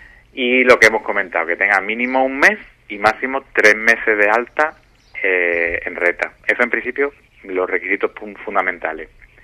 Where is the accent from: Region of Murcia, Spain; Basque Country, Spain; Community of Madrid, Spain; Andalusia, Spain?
Andalusia, Spain; Villamartín; No todos los pueblos de Andalucía, yo por ejemplo soy de Villamartín